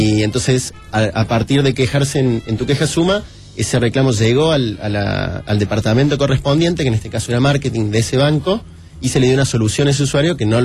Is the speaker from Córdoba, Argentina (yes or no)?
yes; Córdoba, Argentina; Yo soy de Córdoba.